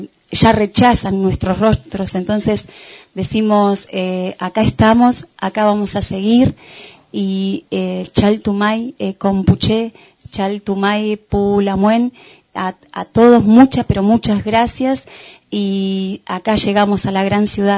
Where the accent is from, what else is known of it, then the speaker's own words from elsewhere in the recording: El Bolsón, Río Negro, Argentina; Vengo del Bolsón, soy de Huelche Mapuche.